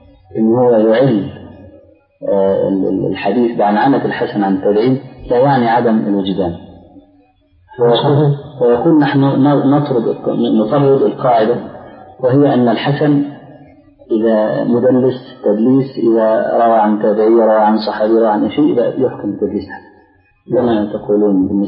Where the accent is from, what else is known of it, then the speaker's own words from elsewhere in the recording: Egypt; فيه بعض الناس عندنا في مصر اعترض على هذا وقال أنا أنقل